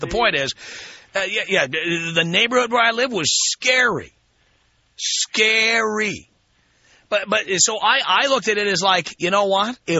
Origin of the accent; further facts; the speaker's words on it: New York City, New York, United States; I grew up in the South Bronx in a one-bedroom apartment with three siblings. And so four of us shared a bedroom.